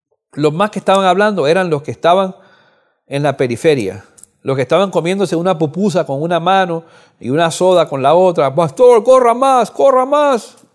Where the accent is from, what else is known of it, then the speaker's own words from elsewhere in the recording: Cuba; Yo soy de Cuba